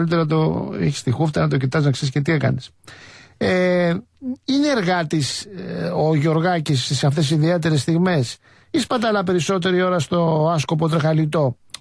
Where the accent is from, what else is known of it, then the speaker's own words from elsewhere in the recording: Cholargos, Attica, Greece; Δεν μπορούμε, είμαστε από άλλη χώρα. Εγώ είμαι από το Χολαργό.